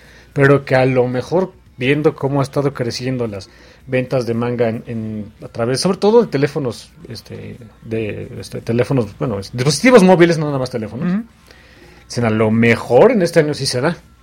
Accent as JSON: {"language": "Spanish", "country": "Mexico", "said": "ahorita somos mexicanos aquí, así que aquí no hay bronca de los mexicanos"}